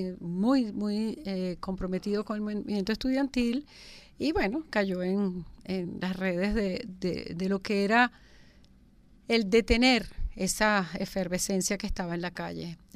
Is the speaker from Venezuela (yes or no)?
yes; Venezuela; yo soy muy venezolana